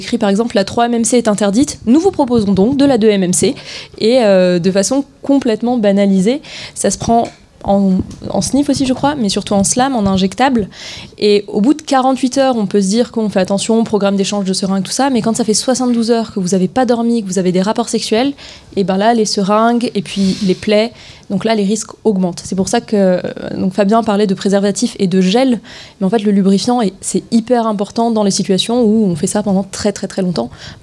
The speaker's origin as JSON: {"language": "French", "town": "Saint-Etienne", "region": "Auvergne-Rhône-Alpes", "country": "France", "said": "pourtant je suis stéphanoise"}